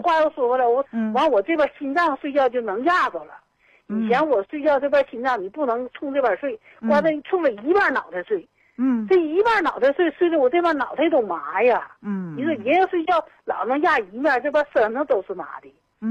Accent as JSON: {"language": "Chinese", "town": "Fushun", "region": "Liaoning", "country": "China", "said": "我是辽宁抚顺的。"}